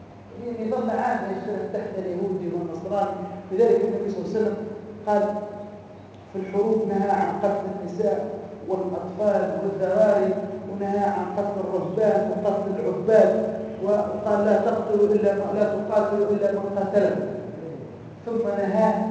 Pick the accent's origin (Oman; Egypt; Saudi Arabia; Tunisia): Tunisia; قال لي انت منين؟ قلت له انا من تونس.